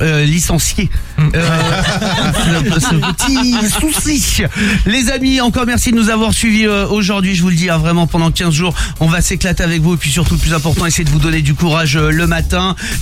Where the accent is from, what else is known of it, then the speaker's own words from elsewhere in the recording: Aix-en-Provence, Provence-Alpes-Côte d'Azur, France; C'est ma ville de cœur, là où j'ai grandi, c'est Aix-en-Provence.